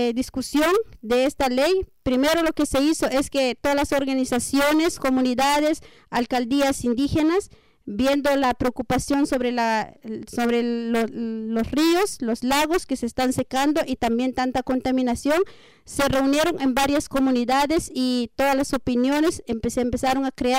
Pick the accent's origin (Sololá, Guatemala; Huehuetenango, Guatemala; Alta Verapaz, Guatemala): Sololá, Guatemala; San Pedro La Laguna; De San Pedro La Laguna, Sololá.